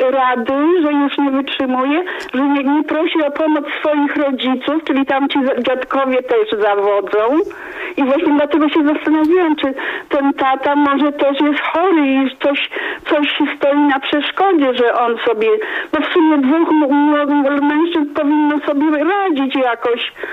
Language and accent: Polish; Zielona Góra, Lubusz Voivodeship, Poland; jestem z Zielonej Góry.